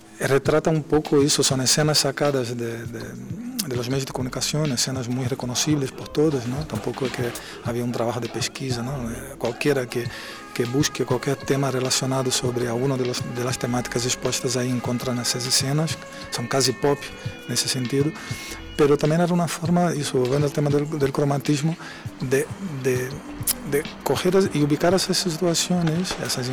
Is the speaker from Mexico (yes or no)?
no; Brazil; Spanish is a second language; now in Madrid, Spain; soy un artista brasileño afincado en Madrid desde 2005